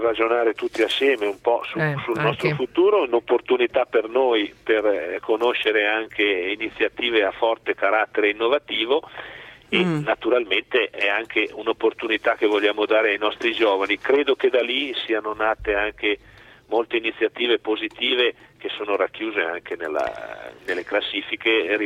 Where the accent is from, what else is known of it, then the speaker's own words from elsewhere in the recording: Milan, Lombardy, Italy; io sono figlio di genitori trentini emigrati negli anni 50 a Milano, quindi sono nato a Milano, ho vissuto un po' di anni lì.